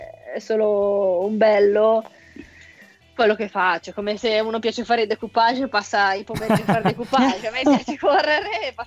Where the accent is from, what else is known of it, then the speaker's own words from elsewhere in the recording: Casalbuttano, Lombardy, Italy; io ho iniziato nel mio paesino di Casalbuttano